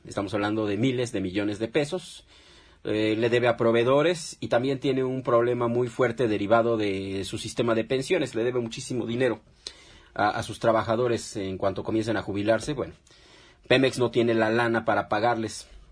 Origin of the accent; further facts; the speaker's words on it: Mexico; el verdadero problema que estamos atravesando económicamente en la actualidad como mexicanos.